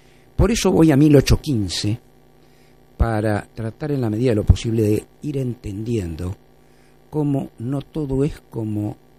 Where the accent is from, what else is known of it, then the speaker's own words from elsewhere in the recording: Argentina; y ahí me integro como argentino a toda la comunidad latinoamericana